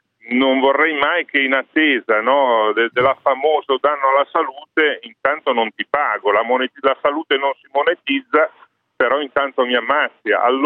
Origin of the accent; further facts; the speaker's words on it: Genoa, Liguria, Italy; io vengo da Genova, so bene che cosa ha voluto dire